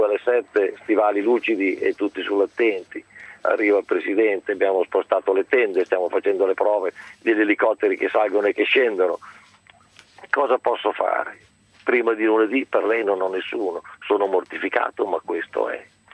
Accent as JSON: {"language": "Italian", "town": "Concordia", "region": "Emilia-Romagna", "country": "Italy", "said": "Io sono originario di Concordia, i miei suoceri di Mirandola, e vado avanti e indietro tra questi due paesi. La mia attività è a Modena, grazie a Dio, come la mia casa personale"}